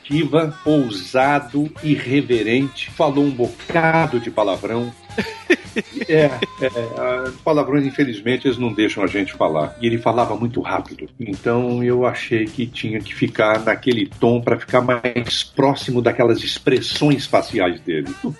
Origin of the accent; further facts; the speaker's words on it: Minas Gerais, Brazil; Eu não sou carioca, tá, gente? Sou mineiro.